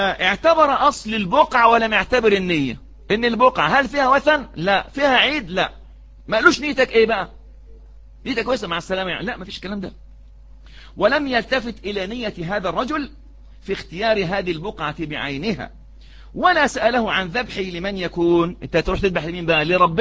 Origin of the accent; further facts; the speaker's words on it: Egypt; دي عادة وإحنا كشعب مصري مش عارفين بنعيد